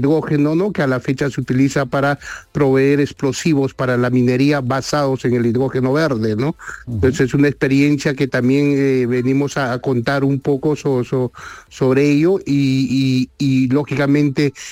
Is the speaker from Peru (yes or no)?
yes; Peru; Y nosotros como peruanos, sin duda, tenemos mucho que aprender de esta experiencia.